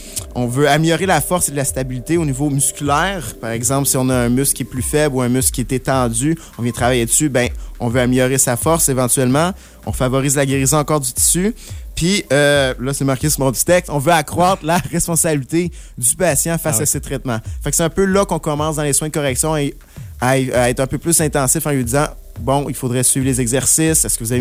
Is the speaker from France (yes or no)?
no; Quebec, Canada; Je viens de l'Outaouais.